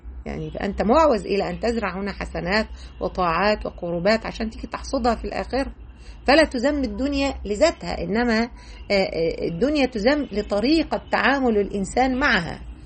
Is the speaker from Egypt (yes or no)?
yes; Egypt; يعني إحنا عندنا في مصر مثلا